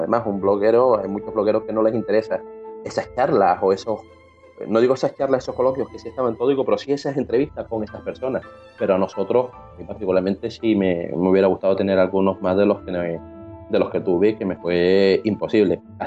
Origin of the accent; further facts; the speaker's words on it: Canary Islands, Spain; yo que vengo de Canarias para cubrir radio entrevistas